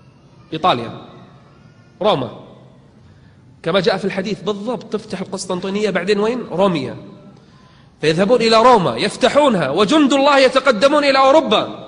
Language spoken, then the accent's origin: Arabic; Kuwait; احنا عندنا بالكويت